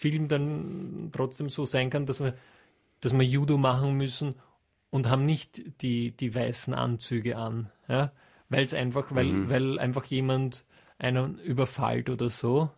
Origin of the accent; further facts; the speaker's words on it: Austria; für mich als Österreicher